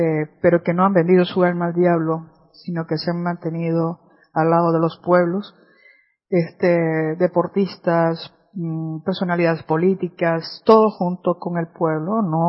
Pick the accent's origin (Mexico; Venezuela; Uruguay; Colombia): Venezuela; como venezolana me siento muy avergonzada